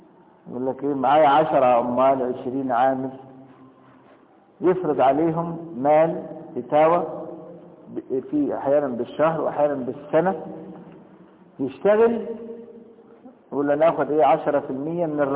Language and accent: Arabic; Egypt; طب لكن أنا دلوقتي مصري وهخش مكة